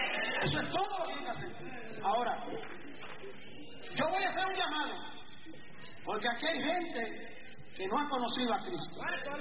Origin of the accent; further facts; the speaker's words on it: Puerto Rico; Yo soy puertorriqueño, ciudadano americano desde el nacimiento, pero soy latino.